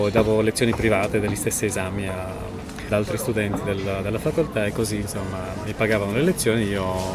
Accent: Lebanon; Italian is a second language; Sono nato in Libano, nato e cresciuto in Libano, da genitori palestinesi rifugiati in Libano, quindi insomma come status fino a qualche tempo fa, fino a non molto tempo fa, ero un rifugiato palestinese in Libano.

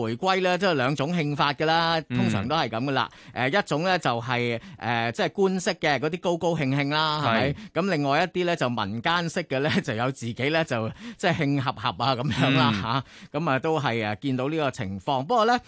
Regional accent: Hong Kong

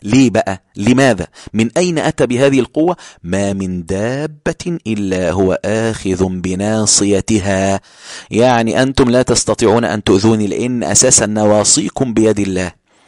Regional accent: Ismailia, Ismailia Governorate, Egypt; أنا من الإسماعيلية في القاهرة، أقصد في مصر، يعني أنا في محافظة اسمها الإسماعيلية.

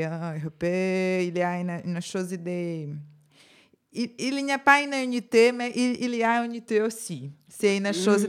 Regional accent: Brazil; French is a second language; Je suis brésilienne

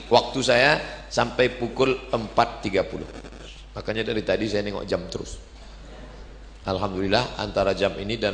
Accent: Riau, Indonesia; Saya sebagai orang Riau penengah, saya bilang itu dia bukan marah.

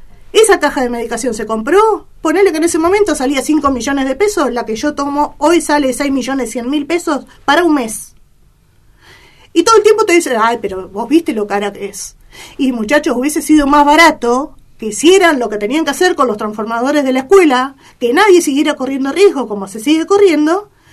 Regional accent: Argentina; iba a ser esa medicación que fabrica la Argentina, a ver, no estoy en contra de lo que se fabrica en mi país.

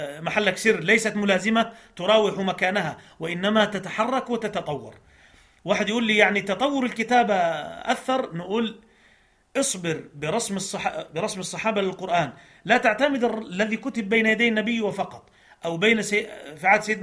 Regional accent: Egypt; عندنا في مصر كان برنامج زمان

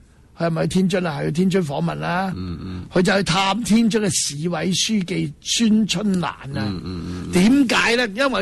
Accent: Hong Kong; 关我哋香港人咩事啫？

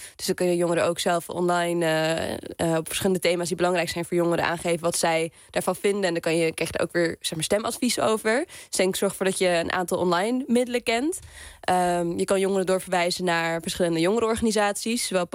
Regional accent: Amstelveen, North Holland, Netherlands; Zelfs ben ik een jongere uit Amstelveen

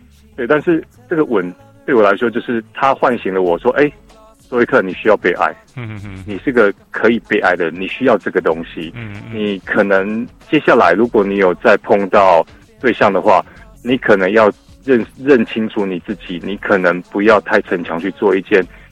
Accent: Taiwan; 我是台湾来的。

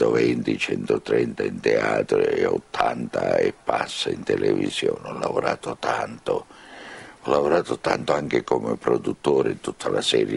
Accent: Sicily, Italy; Sono nato in Sicilia, sono vissuto in Sicilia, sono vissuto dentro una famiglia che siciliana più di così non ci poteva.

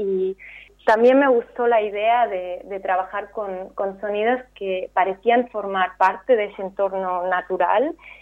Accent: Spain; now in Berlin, Germany; Yo he crecido en España y soy medio española, pero me he educado a nivel universitario y a empezar a trabajar en extranjero, ¿no? Y ahora vivo también, o sea, sigo viviendo en Berlín.

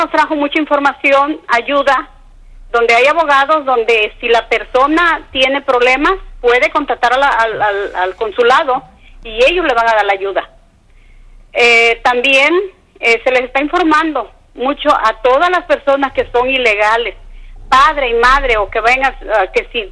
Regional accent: Guerrero, Mexico; now in United States; Yo soy del estado de Guerrero, pero ya tengo muchos años aquí, soy ciudadana americana de aquí

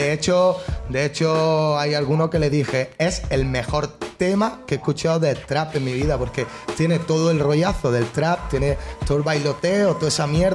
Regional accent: Spain; porque soy español y no entiendo ni puta idea de inglés.

